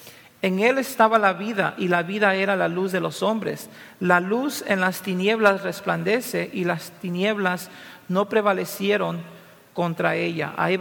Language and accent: Spanish; Peru; cosa que como peruano no me gustó mucho